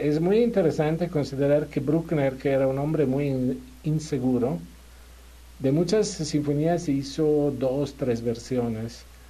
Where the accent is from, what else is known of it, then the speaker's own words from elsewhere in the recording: Turin, Piedmont, Italy; Spanish is a second language; also born or lived in Milan; En el norte, Turín, aunque mis padres vienen del sur de Italia, pero yo nací en Torino, viví en Torino, estudié en Turín y Milano.